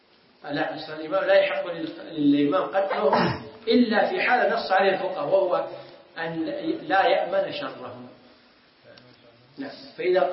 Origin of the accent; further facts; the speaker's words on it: Kuwait; عندنا في الكويت قبل أكثر من 10 سنوات